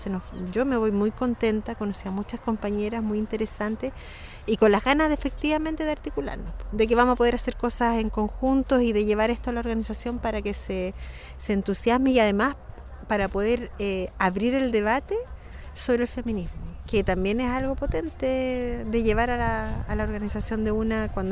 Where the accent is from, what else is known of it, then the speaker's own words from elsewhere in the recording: Santiago, Santiago Metropolitan Region, Chile; vengo de Santiago, de la comuna de Peñalolén